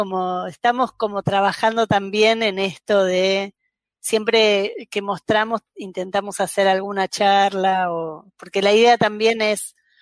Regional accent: Buenos Aires, Argentina; yo soy de Buenos Aires, ahí el campo del cine era mucho más extenso

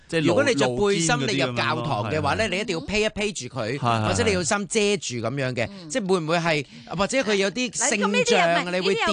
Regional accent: Hong Kong; 我哋香港人

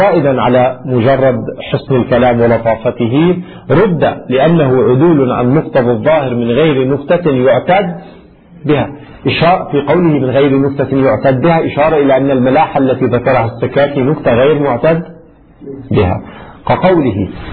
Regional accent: Lebanon; ما أدري شو السمع عندنا في لبنان؟

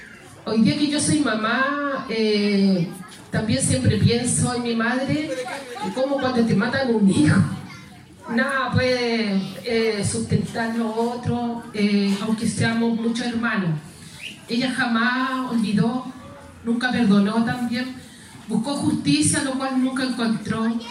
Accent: Peñalolén, Santiago Metropolitan, Chile; un cambio rotundo en la familia y en todo aquí Peñarolén, Lormida. Nosotros somos del Río de Abajo, Villa Yungay.

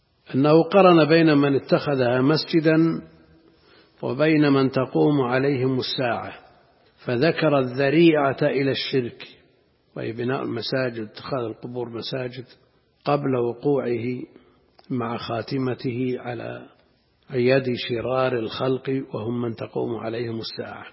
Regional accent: Najd, Saudi Arabia; أمر ظاهر كان موجود عندنا في نجد في أماكن متعددة

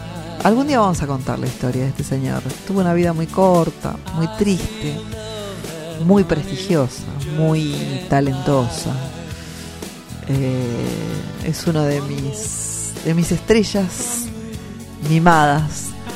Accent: Argentina; dignos de conocer nosotros mismos como argentinos.

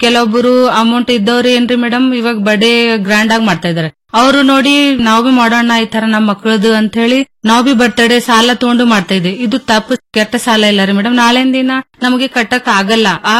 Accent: Ainapur, Karnataka, India; ನಾನು ಐನಾಪುರ ಗ್ರಾಮದಲ್ಲಿ ಡಿಜಿಟಲ್ ಸಖಿಯಾಗಿ ಕೆಲಸ ಮಾಡುತ್ತಿದ್ದೇನೆ. … ತಾಲೂಕಾ ಚಿಂಚೋಳಿ, ಜಿಲ್ಲಾ ಕಲಬುರಗಿ.

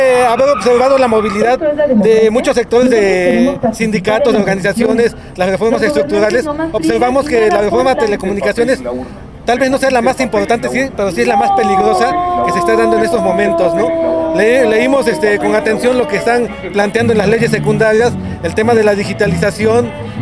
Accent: Oaxaca, Mexico; vengo de Oaxaca.

